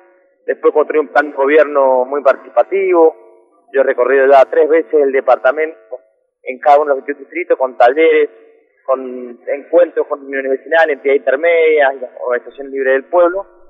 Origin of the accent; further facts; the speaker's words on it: Guaymallén, Mendoza, Argentina; yo nací, crecí en Guaymallén, más precisamente en el barrio Nimeb, y a partir de ahí me formé